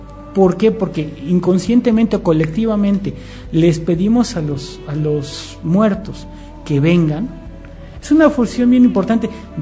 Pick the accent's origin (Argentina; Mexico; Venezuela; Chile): Mexico; Y como mexicanos, ¿qué ponemos? Una ofrenda